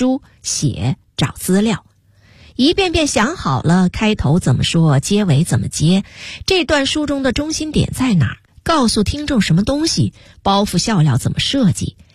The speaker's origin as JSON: {"language": "Chinese", "region": "Northeast China", "country": "China", "tie": "born or raised there", "also_born_or_lived": "Tianjin / Beijing", "said": "我出生在天津，很小的时候抱着到东北，也不光东北，关内、天津、北京也都走。"}